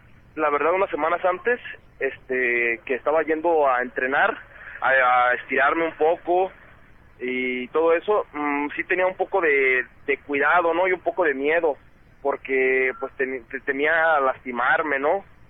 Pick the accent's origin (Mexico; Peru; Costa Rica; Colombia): Mexico; Guadalajara, Jalisco; Que voy a iniciar allá en mi tierra, en Guadalajara, voy a iniciar mi regreso.